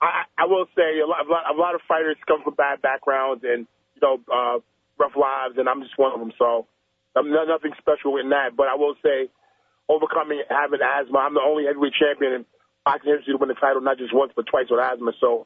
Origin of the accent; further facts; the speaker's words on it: Brooklyn, New York, United States; growing up in Brooklyn, Brownsville, Brooklyn, New York, same neighborhood as Mike Tyson and Riddick Bowe.